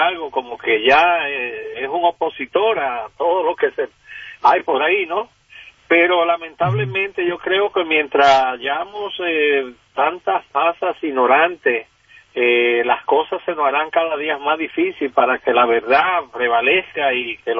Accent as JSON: {"language": "Spanish", "country": "Dominican Republic", "moved": "yes", "lives_now": "United States", "said": "yo soy de origen dominicano y me da pena la situación en que está envuelto mi país. Digo, llevo muchos años por acá, por los Estados Unidos"}